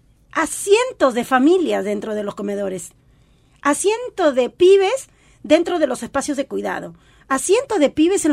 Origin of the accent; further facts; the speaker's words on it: Peru; como mujer, como peruana, como migrante, me da un orgullo